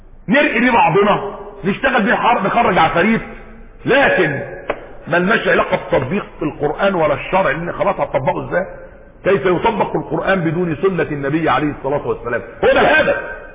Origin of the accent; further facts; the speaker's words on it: Egypt; اتعمل عندنا في مصر احنا هنا